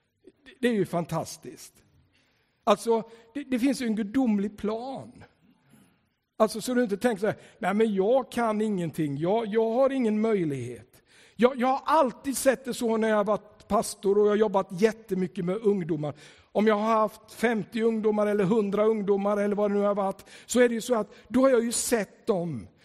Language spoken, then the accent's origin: Swedish; Tranås, Jönköping County, Sweden; När jag växte upp där, för jag växte upp i Tranås, då kallade de mig för